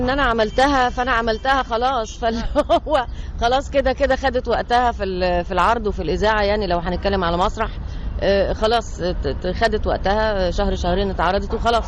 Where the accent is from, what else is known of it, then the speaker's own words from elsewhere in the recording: Egypt; احنا لو كمصريين نبدأ كده يبقى عندنا ثقافة ان احنا ما نرميش القمامة بتاعتنا في اي حتة